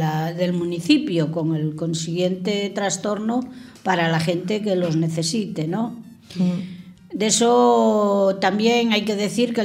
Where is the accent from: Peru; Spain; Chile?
Spain; Galicia; hizo una empanada de bacalao con pasas, haciendo honor a mi tierra gallega.